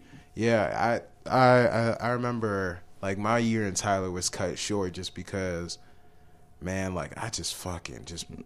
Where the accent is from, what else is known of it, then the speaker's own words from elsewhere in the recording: Nigeria; Like growing up, my mom, we blasted … I'm Nigerian.